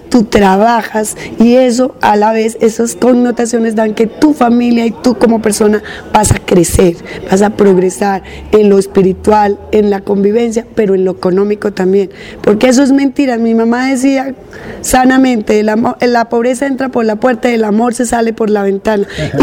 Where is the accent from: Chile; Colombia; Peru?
Colombia; Soacha, Cundinamarca; Resulta que yo no sabía nada de mi pueblo, de mi Soacha